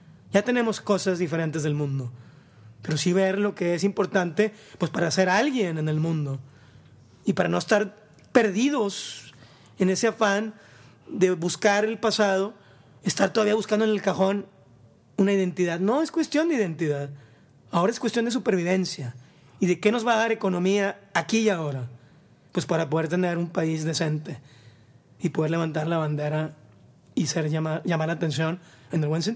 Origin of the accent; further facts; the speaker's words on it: Mexico; sino con las diferencias que somos como mexicanos.